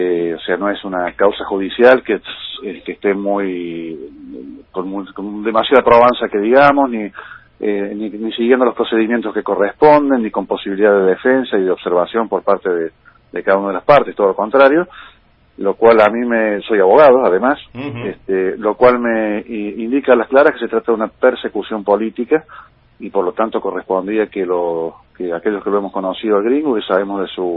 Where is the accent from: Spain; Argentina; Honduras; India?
Argentina; Córdoba; now in Buenos Aires, Argentina; soy cordobés, viviendo aquí en Buenos Aires, pero cordobés.